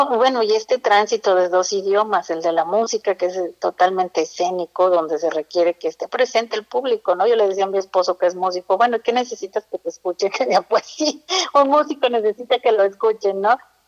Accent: Mexico City, Mexico; yo soy de la Ciudad de México, soy citadina, de feña, como le quieran llamar

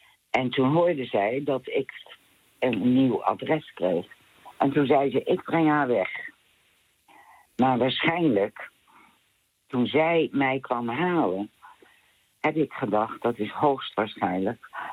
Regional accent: Amersfoort, Utrecht, Netherlands; also born or lived in Hengelo; Ik werd in Hengelo geboren in 1938. Mm-hmm. En we zijn in 1939 verhuisd naar Amersfoort, naar de Madurastraat.

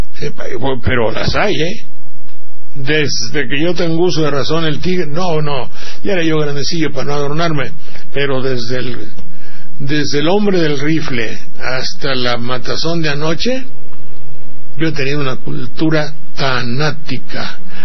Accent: Banderilla, Veracruz, Mexico; Luego, mi pueblo de Banderilla. Todo eso forma aquí las gentes de mi pueblo, cómo me arroparon, me despreciaron o no, me hicieron y todo

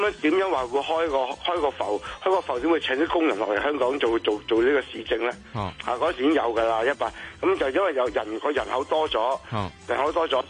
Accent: China; 我哋中国人嘅传统嗰种咁嘅文化气息

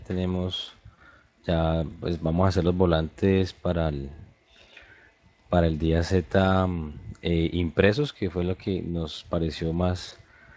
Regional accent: Líbano, Tolima, Colombia; now in Ibagué, Colombia; yo soy acá pues, de la ciudad de Ibagué, conozco el bueno, soy del Líbano, Tolima, pero vivo acá en Ibagué

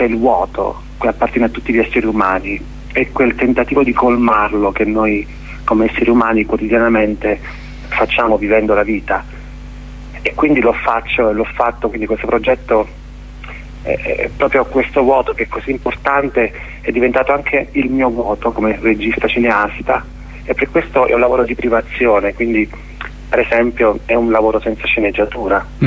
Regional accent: Abruzzo, Italy; per mia esperienza, sono abruzzese

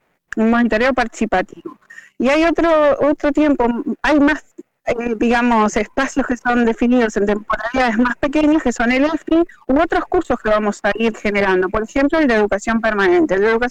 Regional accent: Montevideo, Uruguay; now in Parque del Plata, Uruguay; yo hace 15 años que vivo en Parque del Plata, soy montevideana, pero tengo corazón canario

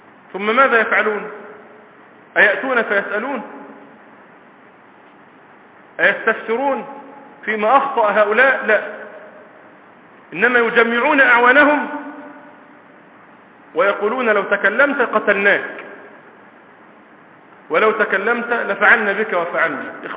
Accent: Egypt; موجودون اليوم في بلادنا مصر

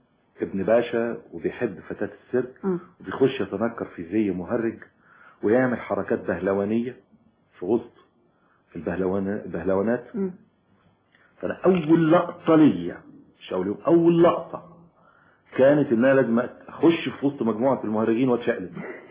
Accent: Egypt; إن أنا زي ما قلت سيادتك إن أنا من الريف

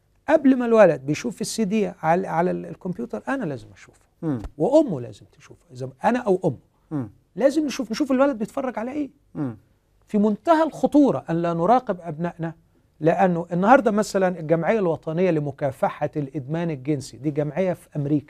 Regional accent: Egypt; احنا عندنا في مصر هنا في حالة طلاق كل ست دقائق

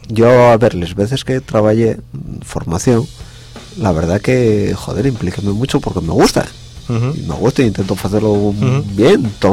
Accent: Galicia, Spain; Que somos gallegos.

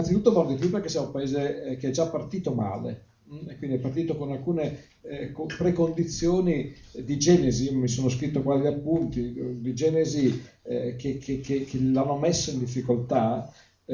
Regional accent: Tuscany, Italy; Allora, io sono un eretico, detto da toscano rompicoglioni

